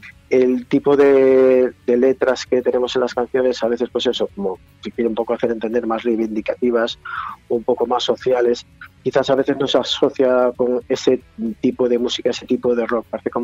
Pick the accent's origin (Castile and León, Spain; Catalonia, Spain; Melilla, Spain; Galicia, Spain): Galicia, Spain; Y que para ser gallegos ya es complicado, porque no sabemos si vamos y venimos, si subimos o si bajamos